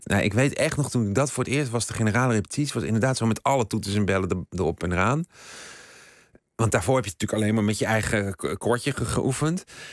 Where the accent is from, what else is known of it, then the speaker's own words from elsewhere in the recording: Eindhoven, North Brabant, Netherlands; Ik kwam uit Eindhoven, dus daar had je nog een hoop.